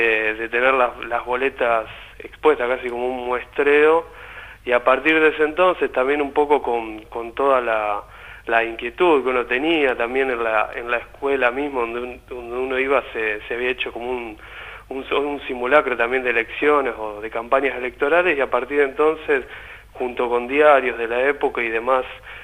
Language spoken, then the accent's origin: Spanish; La Plata, Buenos Aires Province, Argentina; yo soy de La Plata, vivo acá en la ciudad de La Plata.